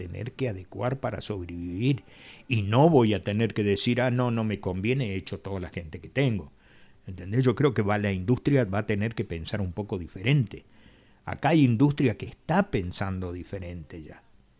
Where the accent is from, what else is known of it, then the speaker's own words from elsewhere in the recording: Argentina; es un tema que de cualquier manera nosotros, bien como argentino